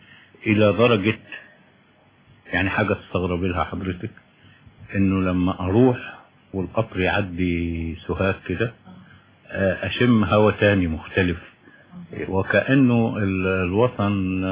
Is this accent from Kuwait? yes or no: no; Qena, Qena Governorate, Egypt; انا ولدت ونشأت في قنا، بس انا مش قروي يعني، والدي من قرية في تابع مركز دشنا يعني، لكن انا تربيت في قنا مدينة